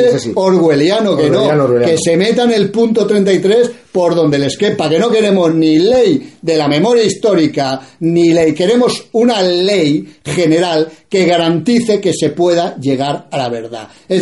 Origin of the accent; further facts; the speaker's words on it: Spain; yo no soy flamenco, soy español, a mucha honra